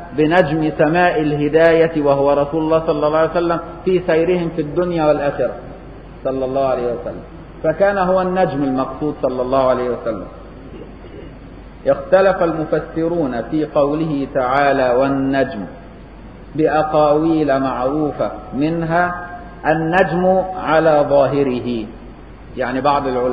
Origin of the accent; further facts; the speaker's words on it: Egypt; اللي مدفونة هنا في ميدان السيدة عائشة عندنا في مصر